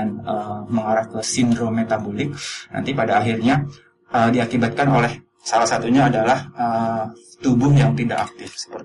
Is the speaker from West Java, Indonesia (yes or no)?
yes; Bekasi, West Java, Indonesia; now in Yogyakarta, Indonesia; Oh, kalau asal saya sebenarnya dari Bekasi.